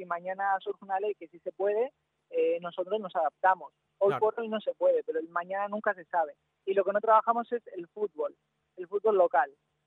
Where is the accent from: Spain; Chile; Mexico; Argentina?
Spain; accent: Spanish; Yo soy español